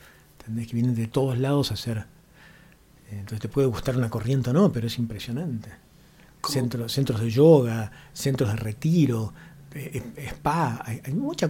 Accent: Mina Clavero, Córdoba, Argentina; Vos me preguntabas de mi adolescencia en Milán Clavero, que era muy áspero.

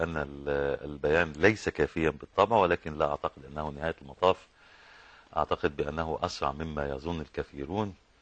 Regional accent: Egypt; يعني منطلق كوني مصري

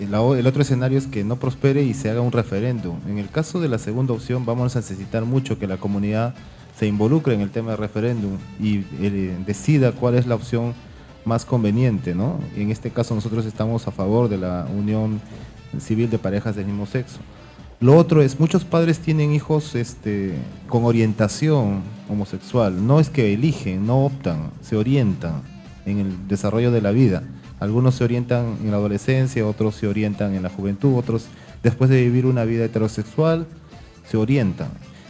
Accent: Callao, Peru; Todos somos chalacos, todos somos peruanos.

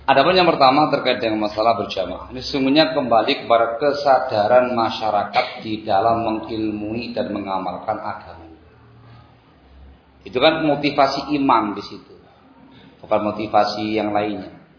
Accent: East Java, Indonesia; Saya susah ngomong bahasa Sunda, Pak, karena saya asli Jawa Timur.

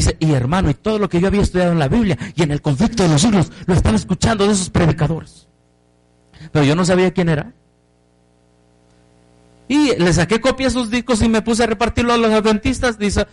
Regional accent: Chiapas, Mexico; now in Mexico City, Mexico; Y andaba por el tianguis de mi pueblo allá en Chiapas.

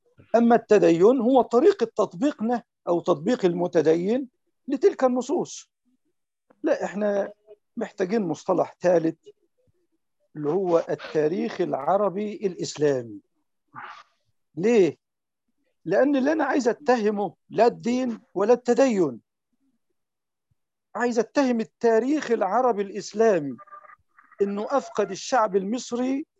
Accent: Egypt; إزاي إحنا كمصريين فقدنا اسمنا اللي هو تاج هويتنا؟

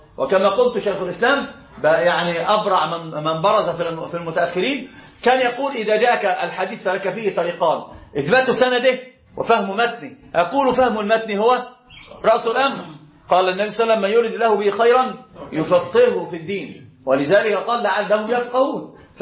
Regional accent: Egypt; أنا أقول أنا مصري صحيح

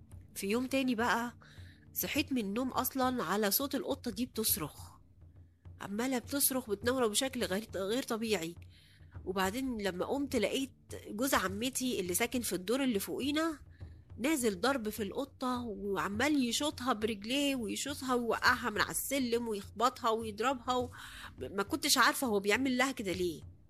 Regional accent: Cairo, Cairo Governorate, Egypt; now in Aswan, Egypt; انا اصلا من القاهرة، لكن لما اتجوزت في اسوان

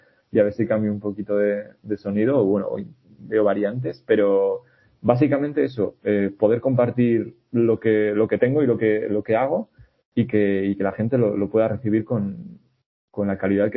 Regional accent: Quintana de Valdivielso, Castile and León, Spain; la Junta Vecinal de Quintana de Valdivielso, que es mi pueblo

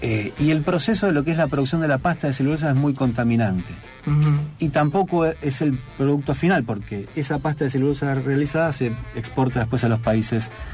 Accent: Uruguay; now in Argentina; Más allá de que yo nací acá en Argentina, me crié en Uruguay, por eso me incluyo. Como te decía, fuera del aire, soy rioplatense.

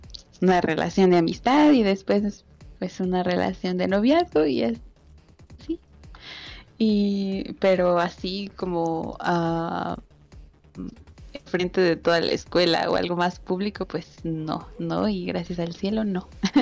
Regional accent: Mexico; soy de México. Entonces, pues ya más o menos te imaginarás el color de mi piel. Soy una bonita mezcla de mis raíces.

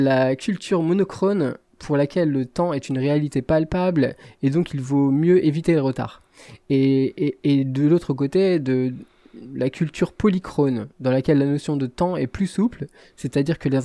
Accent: Lille, Hauts-de-France, France; pas connu meilleur coach que les chauffeurs de Transpol, c'est le nom de la compagnie du côté de chez moi, à Lille.

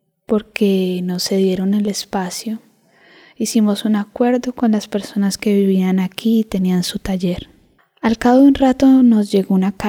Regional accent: Manresa, Catalonia, Spain; Tengo una relación muy larga con el Poblenou. Aunque me crié en Manresa, siempre venía aquí de chiquito. Vivía un barrio obrero, muy de barrio, con su parte industrial.

